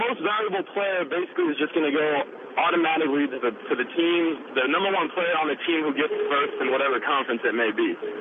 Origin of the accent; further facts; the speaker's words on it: Portland, Oregon, United States; now in Los Angeles, United States; I'm from Portland. I actually grew up in Portland. I'm 22. I've been living in L.A. for 3 years now.